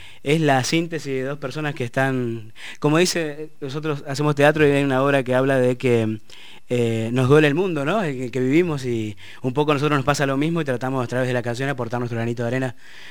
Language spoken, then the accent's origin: Spanish; Chajarí, Entre Ríos, Argentina; En Chajarí Entre Ríos.